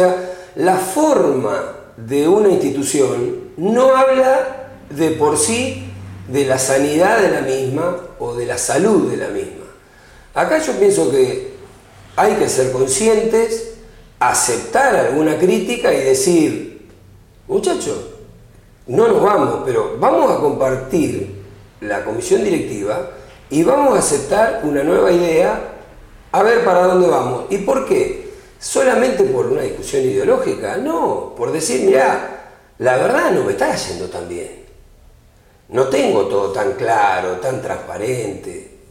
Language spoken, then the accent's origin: Spanish; Cañuelas, Buenos Aires Province, Argentina; yo tengo 60 años vividos en Cañuelas, pues yo nací y estoy acá en Cañuelas desde esa fecha.